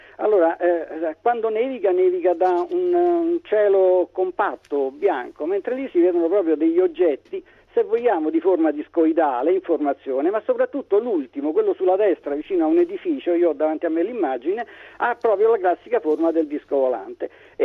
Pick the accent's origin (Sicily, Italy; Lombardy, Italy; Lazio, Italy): Lazio, Italy; Rome; io sono romano